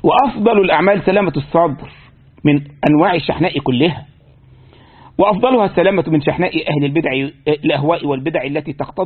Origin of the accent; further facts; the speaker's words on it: Egypt; زي مرة من المرات عندنا في مصر، طبعا الحاجة دي مش لقاش هنا طبعا